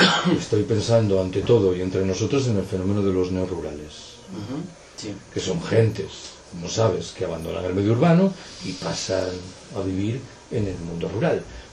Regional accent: Galicia, Spain; Yo soy gallego, siempre he escuchado en Galicia un lamento

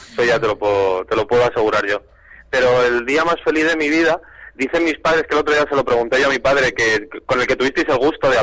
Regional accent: Madrid, Community of Madrid, Spain; yo soy de Madrid, tengo que decir calas

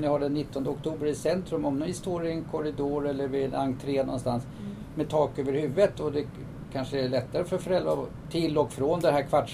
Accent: Tyresö, Stockholm County, Sweden; Jag har en liten annan devis här som jag är uppvuxen med här i Tyresö.

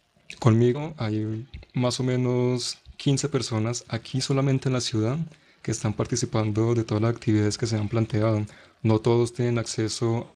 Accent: Manizales, Caldas, Colombia; Yo soy de Manizales, del capítulo Colombia también.

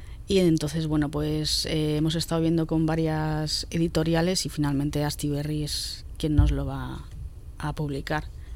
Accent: Hoyo de Manzanares, Community of Madrid, Spain; now in Madrid, Spain; Sierra Noroeste de Madrid. Yo he vivido toda la vida ahí hasta 2009, que me fui a Lavapiés y tal. Ahora estoy en Vallecas.

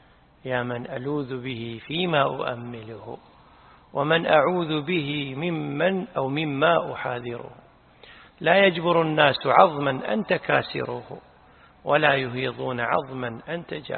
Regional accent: Kuwait; لا، نحن عندنا بالكويت لا نحن يقول فلان يتشيطن

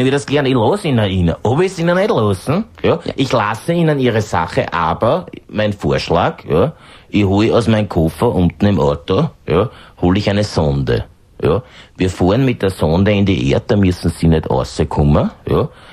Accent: Schrems, Lower Austria, Austria; also born or lived in Vienna; Ich bin ein alter Pfarrer, muss sagen, dass ich in meiner Gemeinde lebe, in meinem Schrems, wo ich aufgewachsen bin. Ich war ja lange in Wien, in Erdberg, in einer Pfarre

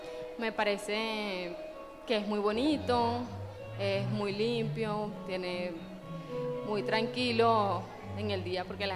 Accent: Valencia, Carabobo, Venezuela; also born or lived in Maracay; Yo soy venezolana. Vengo de Valencia. Nací en Valencia, estado Carabobo. Prácticamente viví toda mi vida allá. Y luego también viví en Maracay, estado Aragua. Una vez que hice mi vida y me casé, viví 10 años en Aragua.

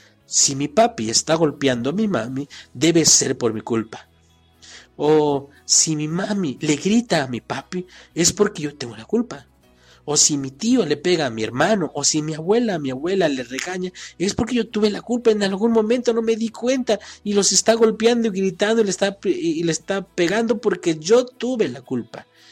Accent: Mexico; ni para nosotros como mexicanos.

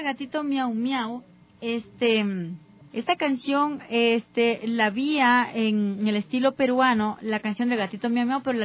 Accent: Loja, Ecuador; now in Valle de los Chillos, Ecuador; Yo soy de la provincia de Loja. Yo soy de Loja, vivo en el Valle de los Chillos. Ya más de 30 años, 35 años.

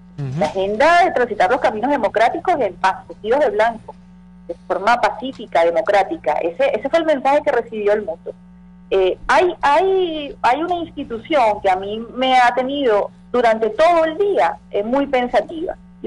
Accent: Venezuela; los grandes ganadores somos los venezolanos que queremos vivir en paz.

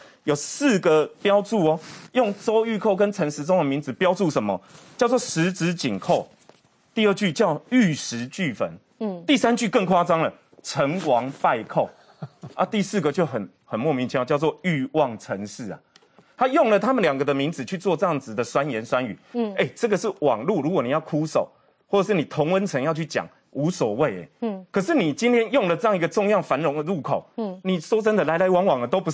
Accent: Taiwan; 可以看到说我们台湾人民是热烈欢迎他来的

